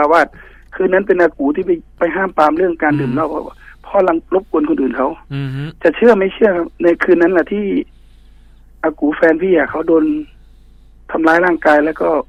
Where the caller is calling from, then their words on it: Bangkok, Thailand; อยู่กรุงเทพนี่นะครับผม